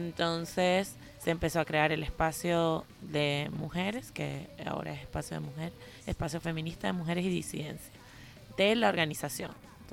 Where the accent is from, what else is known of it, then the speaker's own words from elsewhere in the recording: Venezuela; now in Buenos Aires, Argentina; soy venezolana y estoy residenciada, vivo en Argentina, en Buenos Aires.